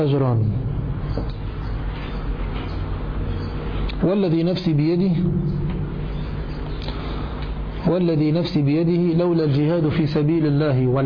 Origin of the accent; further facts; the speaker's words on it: Tunisia; moved away as an adult; now in Syria; انا جاي من تونس لسوريا باش نقرا خط